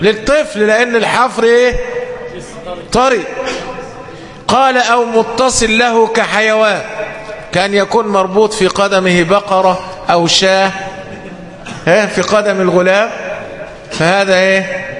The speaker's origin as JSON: {"language": "Arabic", "country": "Egypt", "said": "والحمد لله عندنا في مصر يعني من ذهب إلى القسم أو النيابة هناك أسماء وعائلات لا أصل لها"}